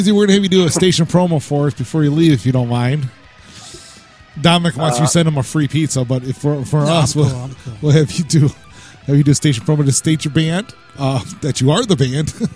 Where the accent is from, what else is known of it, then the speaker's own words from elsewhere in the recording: Cleveland, Ohio, United States; when I say … from Cleveland?